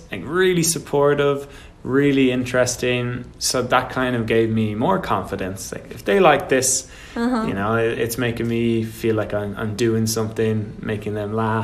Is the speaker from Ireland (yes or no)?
yes; Ireland; So, of course, I'm born and bred in Ireland. So most of my point of view is from my Irish culture, Irish background.